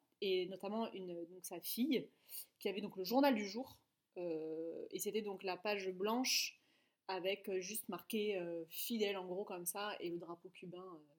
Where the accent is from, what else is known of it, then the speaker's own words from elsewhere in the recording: France; ah non mais moi je suis française.